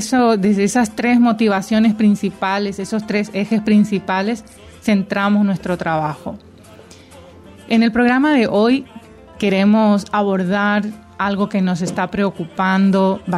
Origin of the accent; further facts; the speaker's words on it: Paraguay; nosotros nos sentimos como paraguayos, aunque estemos en el extranjero residiendo